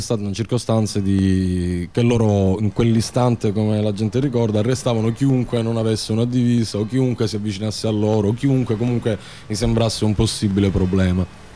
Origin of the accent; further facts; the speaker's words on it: Palermo, Sicily, Italy; non siamo di Genova, siamo di Palermo